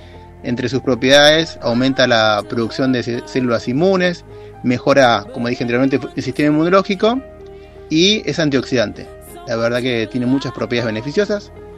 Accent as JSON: {"language": "Spanish", "town": "Quilmes", "region": "Buenos Aires Province", "country": "Argentina", "said": "soy de Zona Sur de Quilmes."}